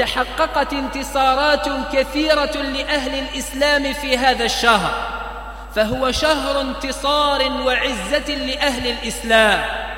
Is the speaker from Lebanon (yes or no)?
no; Algeria; أن يجعل بلدنا الجزائر آمناً مطمئناً